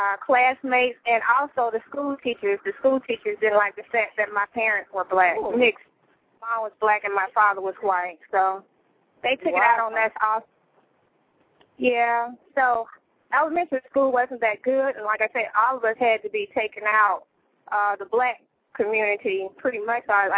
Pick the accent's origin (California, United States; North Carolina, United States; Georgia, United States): Georgia, United States; Atlanta; Yes, I'm from Atlanta. Yeah, right here in Atlanta, Georgia.